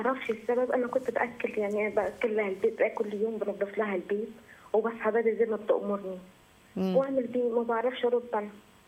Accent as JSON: {"language": "Arabic", "town": "Minya", "region": "Minya Governorate", "country": "Egypt", "said": "من المنيا."}